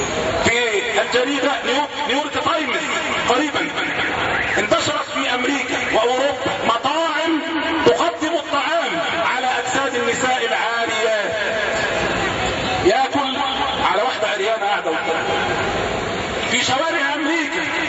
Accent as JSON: {"language": "Arabic", "country": "Egypt", "said": "أساءوا إلينا كمصريين وأساءوا إلينا كمسلمين"}